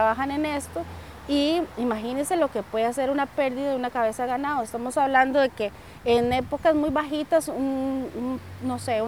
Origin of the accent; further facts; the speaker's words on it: Palmares, Alajuela, Costa Rica; soy de Palmares. Mi carrera base es biología.